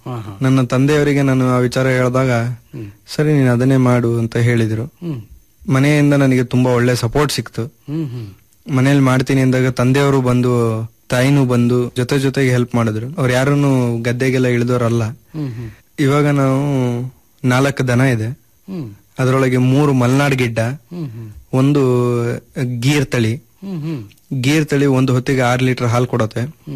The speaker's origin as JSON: {"language": "Kannada", "town": "Bhadravati", "region": "Karnataka", "country": "India", "tie": "born or raised there", "also_born_or_lived": "Bhimankatte", "said": "Sir, ನಾನು ಹುಟ್ಟಿದ್ದು ಭೀಮನ್ಕಟ್ಟೆ ಅಂತ, ತೀರ್ಥಹಳ್ಳಿ ತಾಲೂಕು. ಎಜುಕೇಷನ್ ಮಾಡಿದ್ದೆಲ್ಲ ಭದ್ರಾವತಿಯಲ್ಲೇನೆ. ಪೂರ್ಣಪ್ರಜ್ಞ ಮತ್ತು ಜವಾಹರಲಾಲ್ ನೆಹರು ಶಾಲೆಯಲ್ಲಿ ನಾನು ಓದಿದ್ದು."}